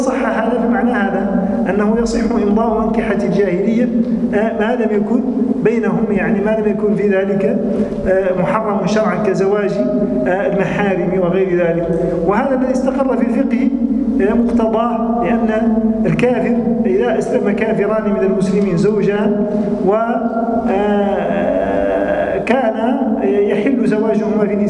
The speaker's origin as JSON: {"language": "Arabic", "country": "Tunisia", "said": "كما عندنا في تونس الآن في بعض الحالات العقد المدني الآن مثلا يخالف الشريعة في كثير من الأمور"}